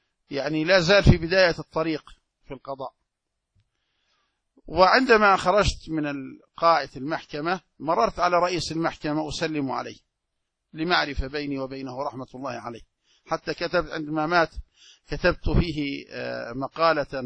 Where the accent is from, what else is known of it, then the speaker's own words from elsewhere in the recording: Jordan; رجل ثري عندنا في الأردن